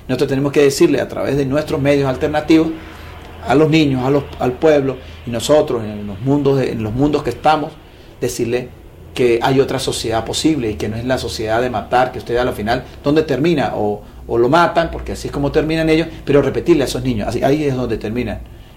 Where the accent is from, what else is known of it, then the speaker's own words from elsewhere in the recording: Venezuela; de lo que a nosotros nos compete como venezolanos